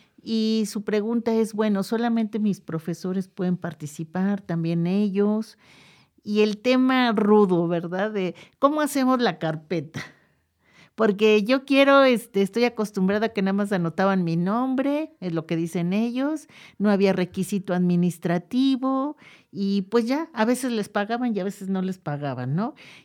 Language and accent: Spanish; Mexico; A mí cuando llegué me decían, es que ella no nació aquí, pero pues yo soy mexicana, ¿no?